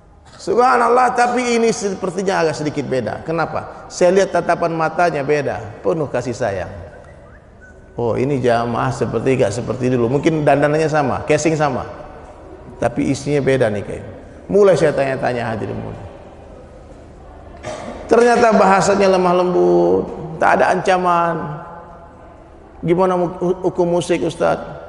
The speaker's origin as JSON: {"language": "Indonesian", "town": "Padang", "region": "West Sumatra", "country": "Indonesia", "tie": "born there", "said": "Saya lahir di Padang, Pak, Sumatera Barat."}